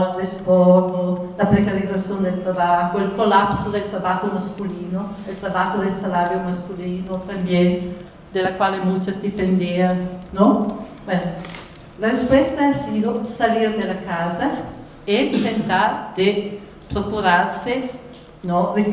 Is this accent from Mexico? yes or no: no; Italy; Spanish is a second language; moved away; cuando crecí niña en Italia, en el periodo inmediatamente de la Segunda Guerra Mundial, nell'area rurale donde yo viví